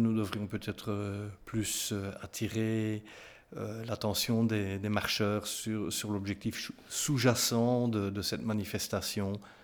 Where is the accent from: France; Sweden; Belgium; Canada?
Belgium; Namur, Wallonia; Je suis né à Namur, je vous l'ai dit. Je ne sais pas, oui, je vous l'ai dit, oui. J'ai vécu en ville jusqu'à l'âge de 30, 31, 32 ans.